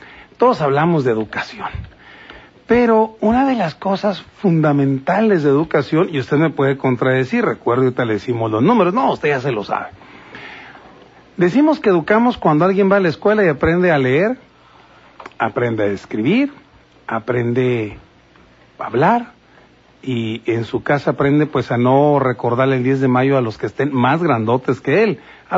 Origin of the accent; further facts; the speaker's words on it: Mexico; hay mexicanos que son importantes para el país y otros pues somos simplemente mexicanos.